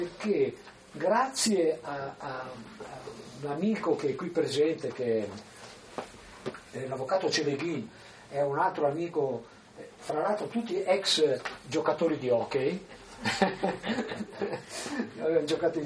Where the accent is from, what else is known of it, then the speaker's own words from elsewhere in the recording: Venice, Veneto, Italy; io sono veneziano